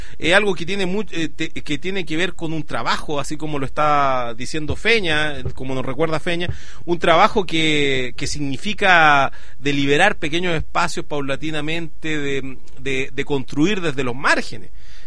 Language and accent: Spanish; Chile; me parece como chileno que en el sistema en el cual estamos, la clase dirigente no come ni deja comer